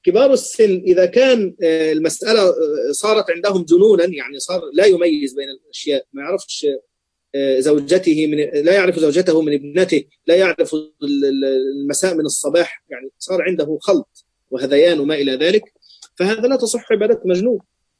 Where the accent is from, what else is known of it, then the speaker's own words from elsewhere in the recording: Egypt; أصلا أنا مصري بقى فيعني إيه بيغلبني موضوع المصريين